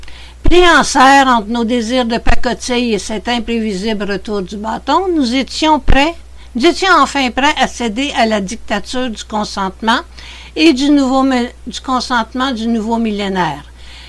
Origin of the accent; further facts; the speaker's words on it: Quebec, Canada; Chez nous, au Québec